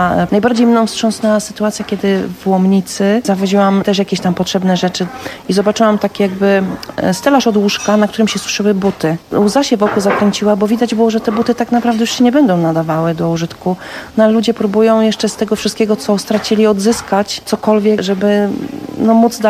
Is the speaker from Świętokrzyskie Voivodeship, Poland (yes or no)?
no; Karpacz, Lower Silesian Voivodeship, Poland; Ja z Karpacza jestem